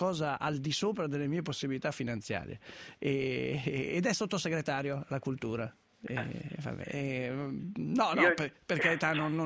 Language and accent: Italian; Milan, Lombardy, Italy; Io, va bene, sono di Milano, ma faccio il sindaco.